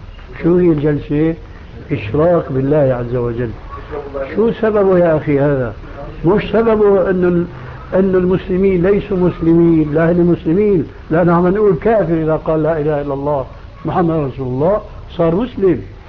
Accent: Syria; ونحن عندنا في الشام كانوا التلامذة مساكين

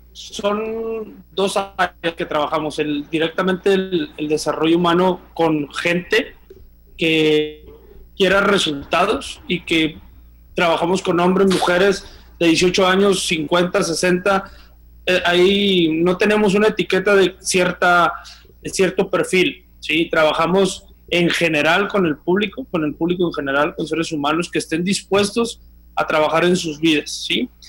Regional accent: Mexico; Como todo mexicano

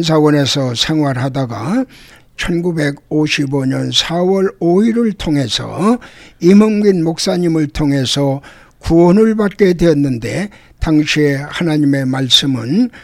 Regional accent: Seoul, South Korea; born there; 저는 1942년 2월 12일 청량리 실용동에서 태어났으며

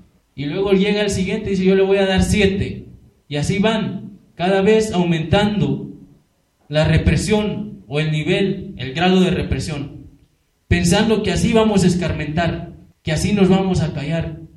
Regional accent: Guerrero, Mexico; porque somos guerrerenses, somos campesinos

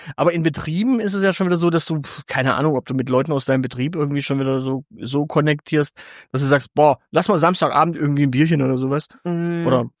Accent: Baden-Württemberg, Germany; Also ich meine, ich kann nur als Württemberger sagen, Baden kann gern weg. Also als Schwabe mag man den Baden und natürlich nicht so gern.

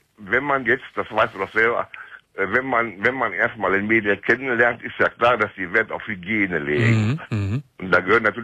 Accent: Cologne, North Rhine-Westphalia, Germany; now in Hildesheim, Germany; Ich bin auch eine Kölsche Junge. Ich komme von der Schelsig. Ich komme aus Delburg.

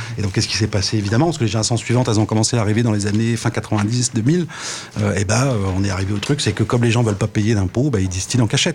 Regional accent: Grand Est, France; Alors l'histoire du schnapps, c'est parce que moi je viens évidemment d'Alsace.

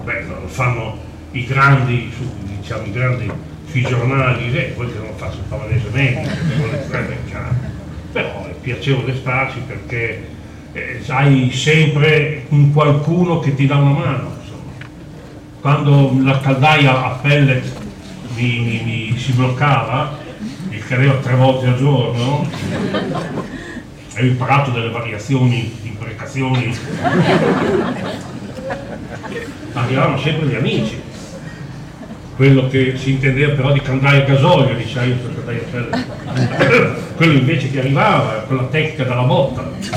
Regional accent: Modena, Emilia-Romagna, Italy; Io stesso sono modenese.

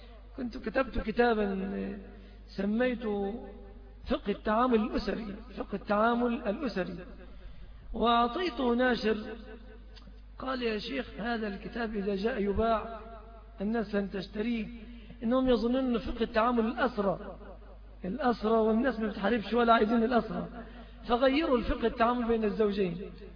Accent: Egypt; وبعض أهل البلاد العربية يأخذوها علينا كمصريين

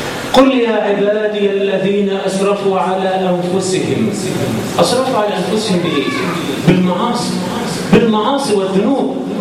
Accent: Egypt; اللهم اجعل بلدنا مصر آمنة مطمئنة

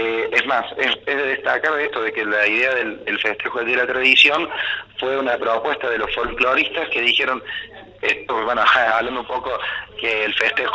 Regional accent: Villa Allende, Córdoba, Argentina; Los que somos de Villa Allende sabemos que Villa Allende tiene vida propia.

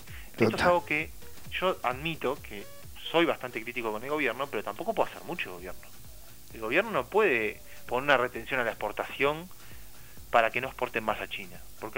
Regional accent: Uruguay; Yo no también soy uruguayo, o sea, me incluyo en eso.

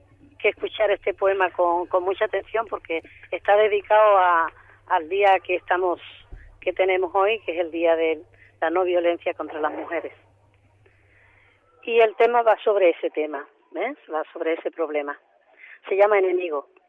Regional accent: Sotiel, Andalusia, Spain; now in Seville, Spain; yo me he venido hoy a pasar el día a mi pueblo, a Sotiel, que vivo en Sevilla.

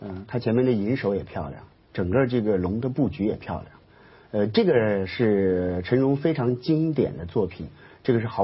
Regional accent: Luoyang, Henan, China; 这个就是在洛阳我们老家那个地方的鱼龙变化

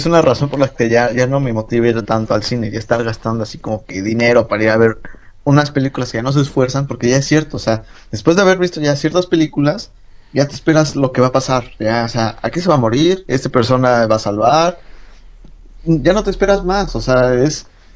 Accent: Mexico; O sea, nosotros somos latinos, somos mexicanos, son europeos, son asiáticos, son chinos, son negros.

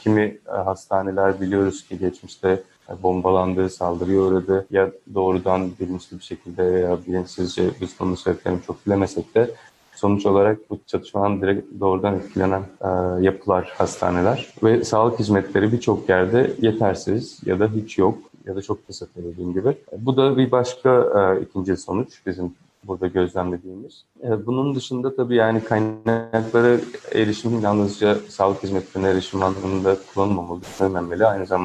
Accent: Izmir, İzmir, Turkey; Kendim de İzmirliyim. Yakından takip ediyorum durumu.

